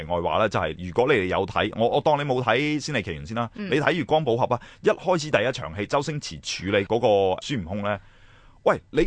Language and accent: Cantonese; Hong Kong; 咁我哋香港人改编啲咩咧？